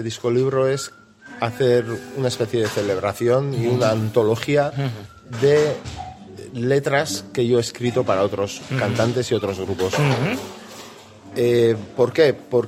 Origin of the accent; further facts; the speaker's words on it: Basque Country, Spain; una visión de mi tierra, de mi país uh-huh. y de la Euskal Herria que yo quisiera.